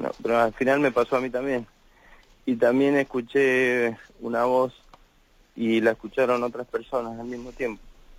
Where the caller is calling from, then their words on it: Málaga, Andalusia, Spain; de Málaga.